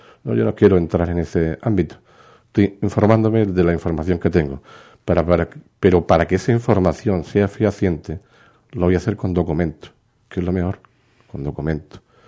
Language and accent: Spanish; Ubrique, Andalusia, Spain; Me he quedado como un ubriqueño más y ahora, pues sin duda, ilusionado por trabajar por mi pueblo y hacerlo lo mejor posible.